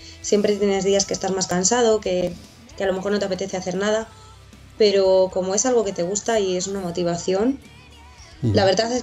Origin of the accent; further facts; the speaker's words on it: Valladolid, Castile and León, Spain; Pues somos, yo soy de Valladolid.